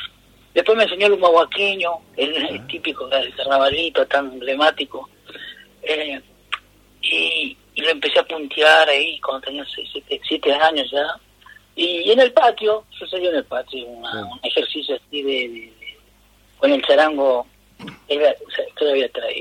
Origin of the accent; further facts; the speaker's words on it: Guaymallén, Mendoza, Argentina; born there; nací en Mendoza, en Guaymallén, a las afueras, Y bueno, mi padre jujeño, de Mina Pirquitas, con mi madre de Tupiza, se afincaron ahí en Mendoza